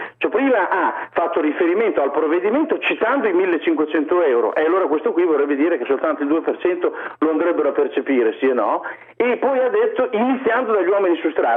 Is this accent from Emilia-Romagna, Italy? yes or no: yes; Imola, Emilia-Romagna, Italy; io sono di Imola ad esempio